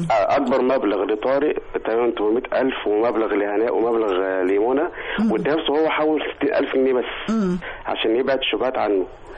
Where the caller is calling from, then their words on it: Cairo, Cairo Governorate, Egypt; من القاهره.